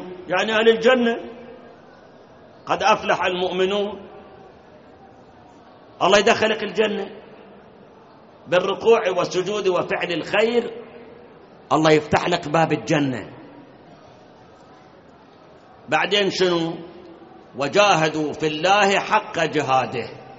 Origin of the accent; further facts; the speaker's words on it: Iraq; فد مرة ركبنا سيارة تاكسي في مكة، عرف إحنا عراقيين